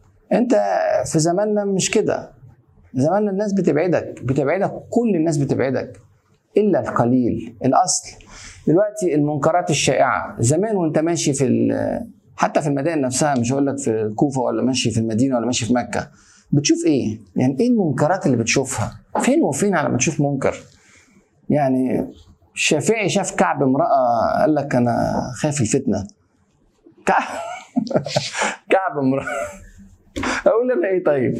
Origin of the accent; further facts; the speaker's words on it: Egypt; زي ما كان يقول عندنا في مصر اتعشت